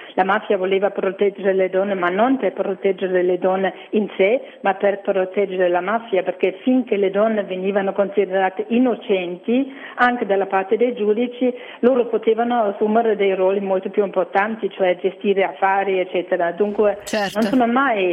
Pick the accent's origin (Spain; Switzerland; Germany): Germany; Italian is a second language; parlando come tedesca di questo, non sarei sicura di trovare altre tante persone coraggiose in Germania